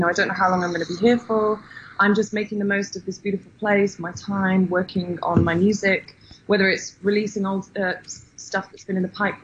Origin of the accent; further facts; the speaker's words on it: England, United Kingdom; obviously I'm from England, so as you are.